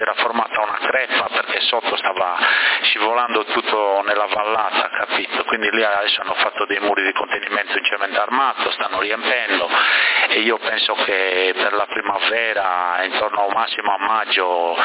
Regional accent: Bonorva, Sardinia, Italy; moved away as an adult; now in Sassari, Italy; ai 28 anni prima di sposarmi non vivevo a Sassari, capito? Io sono di Bonorva, sono nato là e ho vissuto lì sino a 26-28 anni, capito? Poi quando mi sono sposato sono venuto a vivere a Sassari.

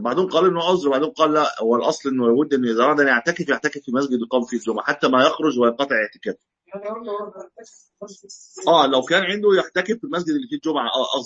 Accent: Egypt; بس احنا عندنا في مصر الكلام ده مش

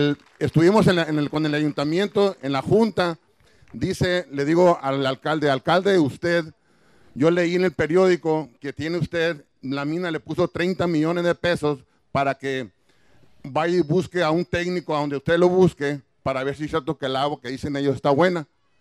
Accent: Hermosillo, Sonora, Mexico; Vengo de Hermosillo, vivo en Hermosillo, pero tengo 20 años en San José.

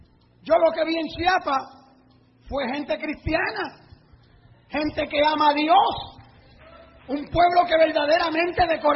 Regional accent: Puerto Rico; now in United States; Mire, yo soy puertorriqueño.

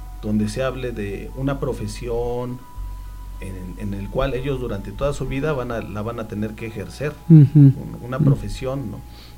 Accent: Mexico; nos como pueblo mexicano debemos, se nos debe atribuir, ¿no?

